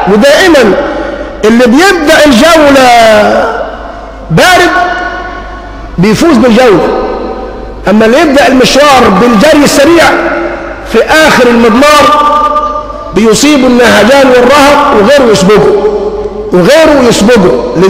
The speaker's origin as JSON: {"language": "Arabic", "country": "Egypt", "said": "حتى يدوم حبل الود بيننا كمصريين"}